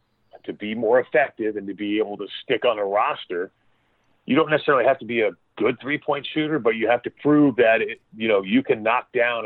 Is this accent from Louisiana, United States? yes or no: no; Florida, United States; Stetson, because I grew up in Florida